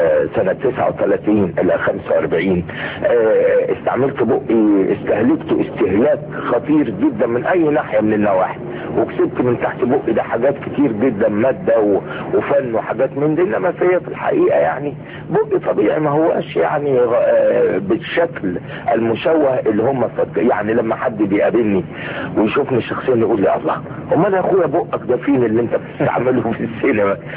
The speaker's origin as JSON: {"language": "Arabic", "town": "Suez", "region": "Suez Governorate", "country": "Egypt", "said": "انا من السويس، من مدينه السويس."}